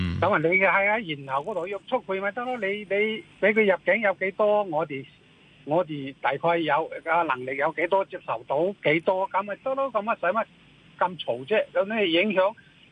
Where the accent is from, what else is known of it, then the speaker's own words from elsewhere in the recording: Hong Kong; 我哋香港人地方好細嘅